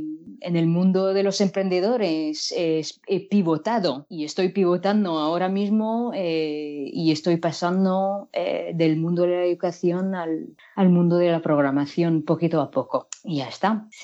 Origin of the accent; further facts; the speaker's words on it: France; Spanish is a second language; Yo soy de Francia y durante estos últimos 20 años pues estuve enseñando francés como lengua extranjera e inglés como lengua extranjera